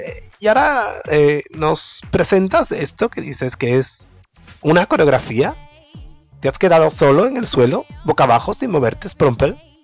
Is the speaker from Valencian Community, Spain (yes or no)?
no; Málaga, Andalusia, Spain; soy de Málaga y pongo acento de lejos para ser guay